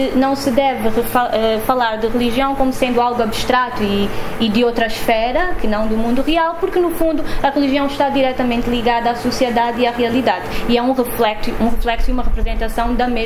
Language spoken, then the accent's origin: Portuguese; Luanda, Angola; crescendo em Luanda, acho que sempre foi um pouco difícil ficar indiferente à presença da religião na cidade. Apesar de eu não ser uma pessoa religiosa, de não estar associada a nenhuma religião